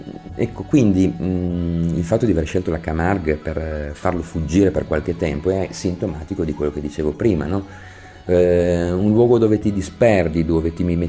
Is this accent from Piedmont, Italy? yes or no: yes; Turin, Piedmont, Italy; Io sono torinese, dei torinesi si parla spesso del loro understatement, della loro riservatezza.